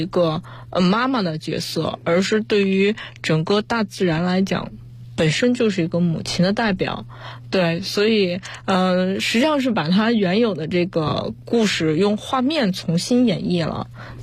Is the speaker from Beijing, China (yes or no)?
yes; Beijing, China; 我本身是在北京出生，北京长大，